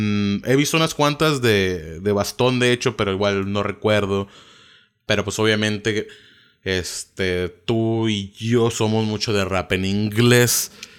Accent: Mexico; te voy a tomar un rap mexicano porque yo soy mexicano, lo estoy haciendo en México, ¿no?

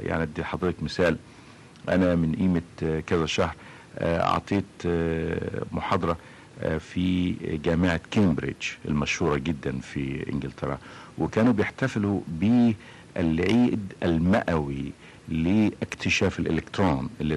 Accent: Egypt; مش لان انا بقى مصري وانا كعالم بحاول افصل الحقيقة بين وجودي كمصري وتفكيري كعلمي

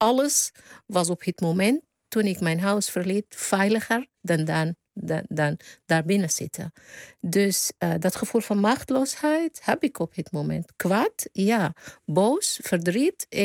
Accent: Sudan; Dutch is a second language; now in Netherlands; op het moment wordt geschoten in Sudan, waar ik vandaan kom.

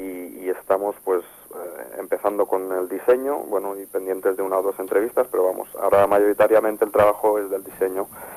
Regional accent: Balearic Islands, Spain; Sí, pues yo soy de Mallorca

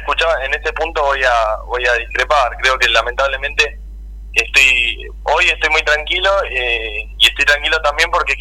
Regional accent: Pilar, Buenos Aires Province, Argentina; yo soy de acá de Pilar, ando todos los días y hoy tengo muchos amigos también que andamos, que somos de Pilar

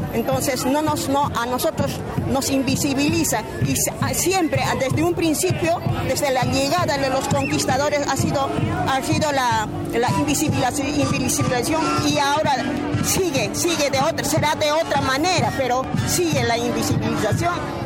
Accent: Puno, Peru; first language Aymara; Spanish is a second language

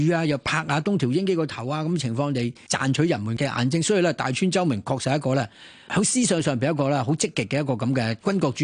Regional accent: Hong Kong; 系我哋香港人冇办法想象到嘅

